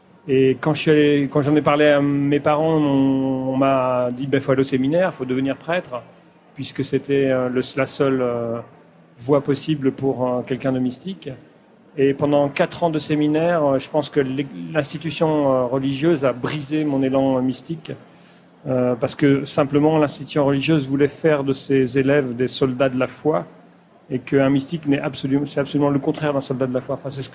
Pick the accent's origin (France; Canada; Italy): France; Pays de la Loire; born there; first language patois; French is a second language; je suis né en Vendée, ce qui explique aussi le séminaire. Et la langue, le patois, j'ai parlé patois jusqu'à l'âge de 10 ans, effectivement, et à l'école, j'ai appris le français.